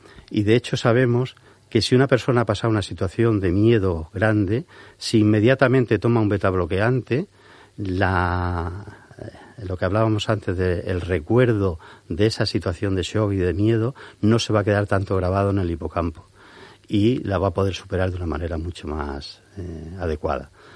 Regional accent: Murcia, Region of Murcia, Spain; born there; Yo nací en Murcia, como os comentaba al principio, aunque no he vivido en Murcia mucho tiempo

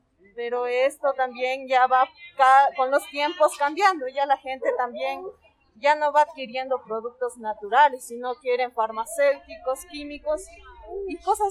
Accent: Nayón, Pichincha, Ecuador; Al momento que nosotros cultivamos, sembramos plantas, porque somos de Nayón

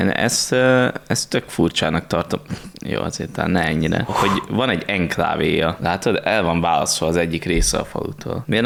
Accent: Esztergom, Komárom-Esztergom, Hungary; vagy ugye mind esztergomiként

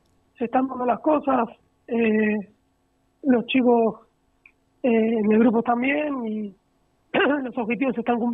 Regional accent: Tandil, Buenos Aires Province, Argentina; Sí, sí, soy de Tandil, sí.

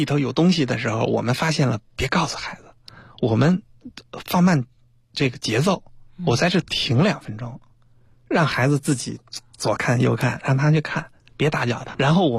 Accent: China; 所以我觉得我是一个中国人呢

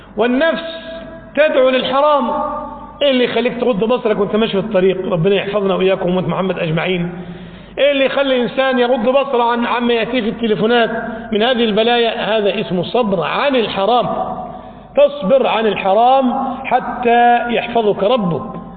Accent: Egypt; ذهب إلى الإسكندرية عندنا في مصر

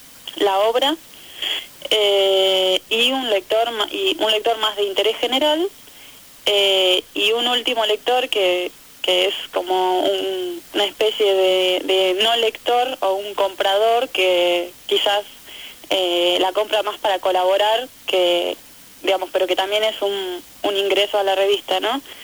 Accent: Salta, Argentina; now in La Plata, Argentina; Yo me había venido a estudiar a La Plata, bueno, yo vengo de Salta, me había venido a estudiar

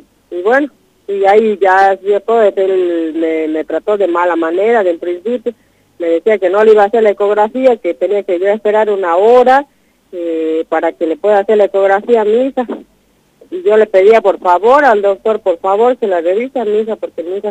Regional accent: Tartagal, Salta, Argentina; Yo soy de Tartagal, Salta. Vivo en una comunidad acá en Tartagal.

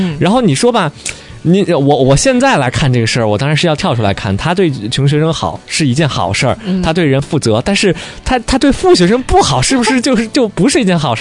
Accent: Shandong, China; 我们山东嘛是一个贫困的大省，然后我们那时候很多同学家庭条件真的非常贫困，那我是在市区出生的，然后爸妈又是做生意的

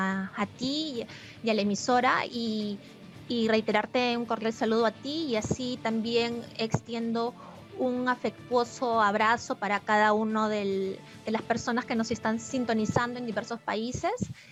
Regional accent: Peru; no quiero hablar ahorita como periodista, sino como una peruana más

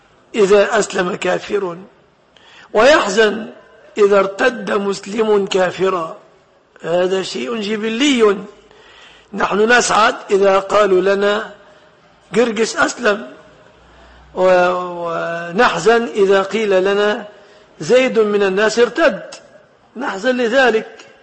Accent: Egypt; وفي بلادنا مصر هي الأهرامات شاهدة على أهلها بذلك

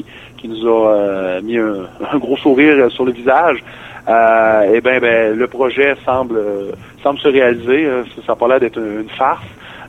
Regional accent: Quebec, Canada; now in Saguenay, Canada; moi, je viens de la région de Québec, là, ça fait 3 ans que je suis ici.

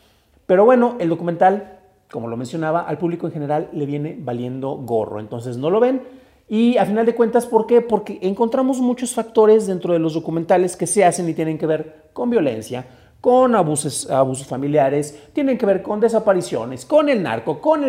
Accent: Mexico; Nos encanta martirizarnos porque somos mexicanos y es la peor de las mezclas.

